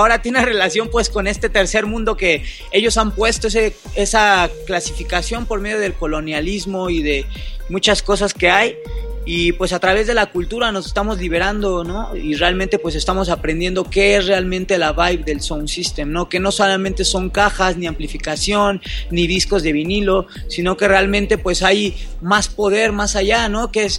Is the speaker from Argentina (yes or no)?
no; Mexico; nosotros somos mexicanos.